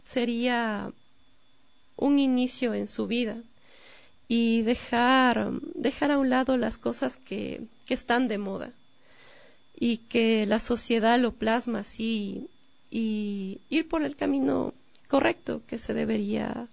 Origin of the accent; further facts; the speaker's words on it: Ecuador; me gustaría publicarlo aquí en mi país. Como nota igual, en la portada de mi libro quise rescatar la cultura de aquí.